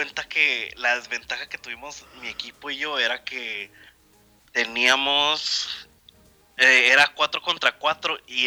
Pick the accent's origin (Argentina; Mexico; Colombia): Mexico; Ciudad Juárez, Chihuahua; Mira, me tocó, como soy de Juárez